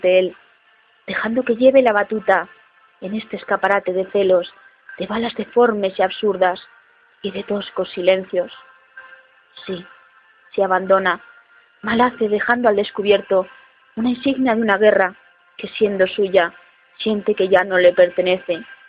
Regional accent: Soria, Castile and León, Spain; tengo 28 años y soy de Soria, España. Y desde esta poética tierra os envío este poema.

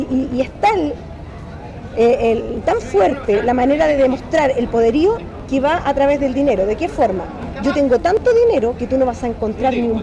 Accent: Chile; Todo lo que se hizo en el régimen militar que vivimos como chilenos.

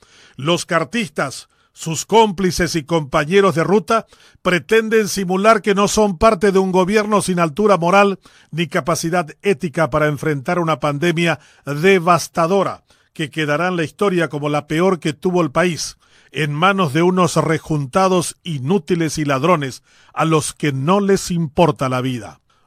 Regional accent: Paraguay; Estos buches son en realidad todo lo que deberíamos despreciar y escupir como paraguayos.

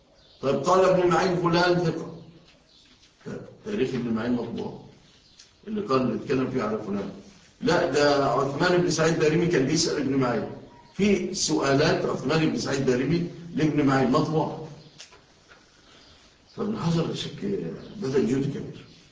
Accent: Egypt; أنتوا شوفوا في بلادنا مصر

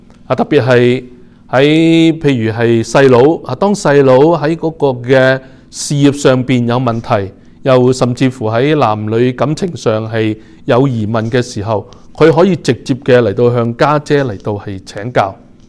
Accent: China; 我们中国人呢其实都是比较是含蓄的一个的民族

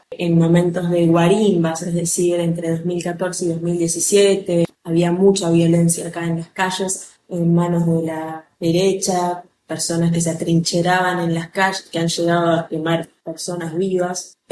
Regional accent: Argentina; yo soy argentina, frente a Argentina, Venezuela es más barato en términos de comida, de ropa, de motos, muchos productos son más económicos

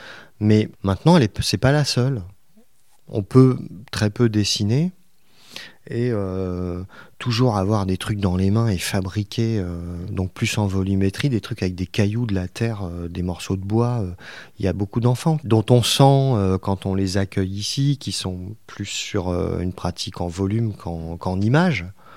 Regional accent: Paris, Île-de-France, France; born there; Moi, je suis né à Paris, mais toute ma famille, père et mère, sont de la région, en fait.

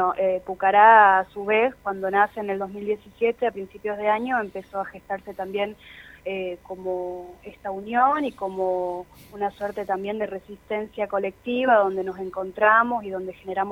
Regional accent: Catamarca, Argentina; Soy de la ciudad de Catamarca, sí.

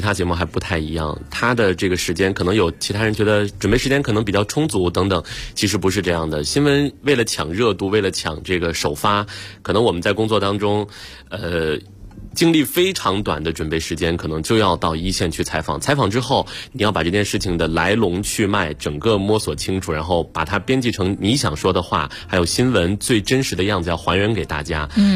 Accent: Inner Mongolia, China; 我是内蒙古人。

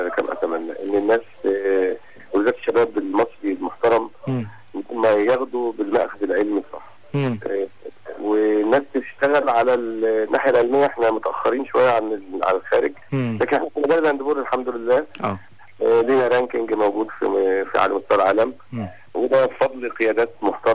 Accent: Kafr El Sheikh Governorate, Egypt; وانا ابن من ابناء الاقاليم زي ما بيقولوا يعني انا ابن كفر الشيخ

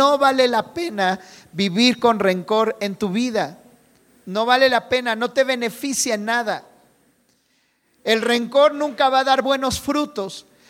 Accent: Mexico; Y si en algo somos buenos los mexicanos es en eso, ¿verdad?

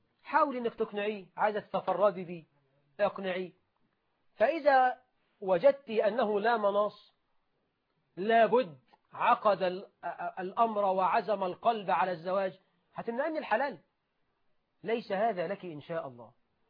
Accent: Egypt; عندنا في مصر 9 مليون عانس

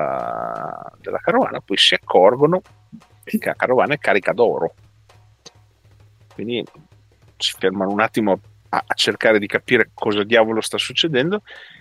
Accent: Modena, Emilia-Romagna, Italy; Io da modenese

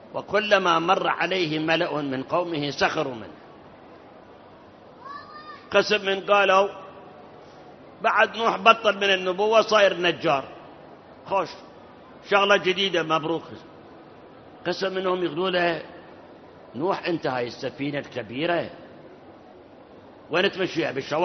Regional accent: Iraq; وأكو مثل عندنا بالعراق

